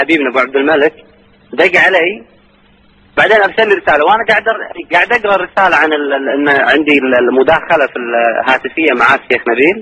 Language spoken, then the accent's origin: Arabic; Kuwait; الموجودين عندنا في الكويت